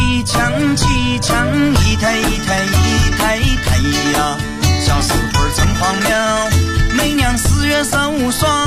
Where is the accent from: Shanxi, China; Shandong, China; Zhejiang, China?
Shanxi, China; Changzhi; 可以，接下来是24号，我们在就是我的老家